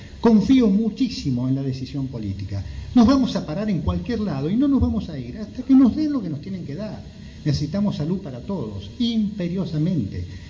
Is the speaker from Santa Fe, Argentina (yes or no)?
no; Moreno, Buenos Aires Province, Argentina; Yo soy de Moreno, este territorio es mío, esta tierra es mía, yo estoy anclado, tengo raíces en esta tierra. Yo soy de Cuartel Quinto, pero cualquier barrio es mi barrio.